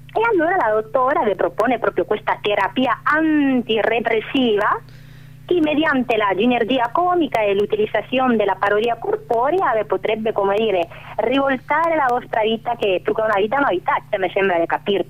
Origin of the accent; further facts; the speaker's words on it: Argentina; Italian is a second language; Vengo dall'Argentina, come voi sapete